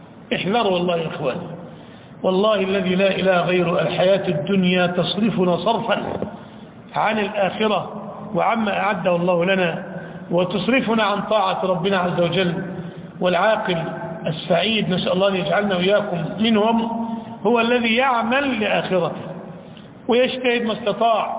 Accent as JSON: {"language": "Arabic", "country": "Egypt", "said": "إمام بلادنا مصر رحمة الله عليه"}